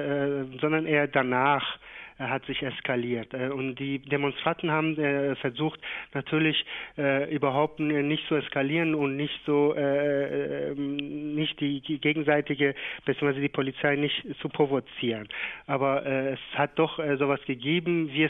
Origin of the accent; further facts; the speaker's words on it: Shiraz, Fars, Iran; auch in Shiraz, wo ich herkomme, mit der Stadt telefoniere ich auch.